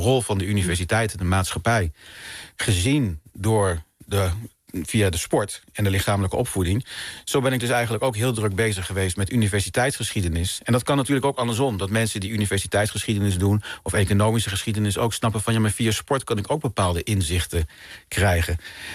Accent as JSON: {"language": "Dutch", "town": "Dieren", "region": "Gelderland", "country": "Netherlands", "tie": "born or raised there", "said": "Want ik kom oorspronkelijk uit Dieren en dat ligt niet heel ver van Arnhem. En toen ik 11 jaar was, in 1980 waren daar de Paralympische Spelen"}